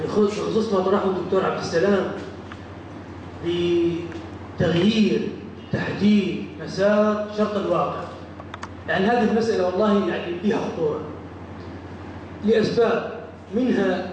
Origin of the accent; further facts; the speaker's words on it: Iraq; الآن عندنا في العراق مثلاً دار الإفتاء أو مجلس الفتوى عند كبار العلماء